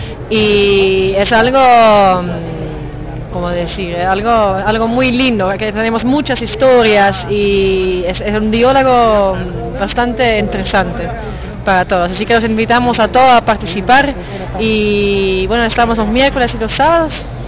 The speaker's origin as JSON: {"language": "Spanish", "country": "Netherlands", "said": "soy de Holanda, también vengo acá para voluntario en OAJNO y estoy también 4 meses acá"}